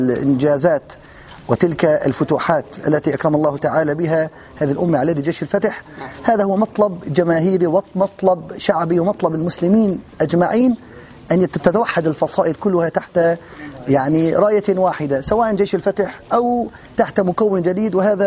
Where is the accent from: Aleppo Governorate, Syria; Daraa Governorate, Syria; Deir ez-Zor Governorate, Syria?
Aleppo Governorate, Syria; Aleppo; نحن أبناء حلب